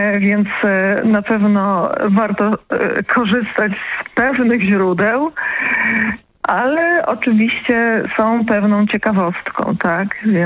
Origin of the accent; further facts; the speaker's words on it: Lesser Poland, Poland; Ponieważ jestem z tego regionu i kocham swój region, jestem, można powiedzieć, patriotką lokalną, ponieważ urodziłam się w Małopolsce.